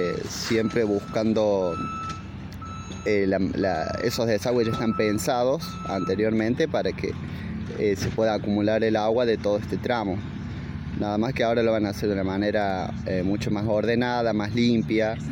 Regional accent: Villa Dolores, Córdoba, Argentina; La mayoría de los chicos somos de Villa Dolores, somos todos de acá de Tras la Sierra.

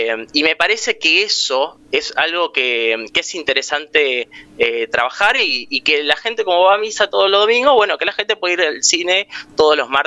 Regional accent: La Plata, Buenos Aires Province, Argentina; Soy platense. Militante de La Plata.

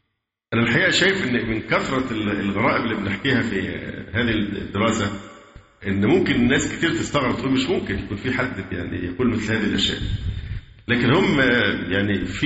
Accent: Egypt; برضو المشاكل اللي عندنا في مصر في موضوع الأضرحة

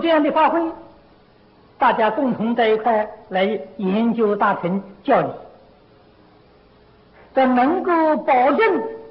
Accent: China; 所以现在很多教堂啊，都卖给我们中国人，中国人当然有钱了，发了财啊。

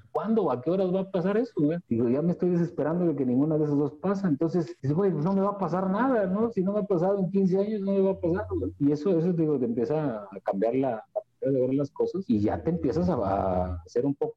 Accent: Xalapa, Veracruz, Mexico; born there; also born or lived in Tantoyuca; me regresé a Tontoyuca, de donde yo nací aquí en Jalapa, pero viví en Tontoyuca. Estuve un año en el 2010

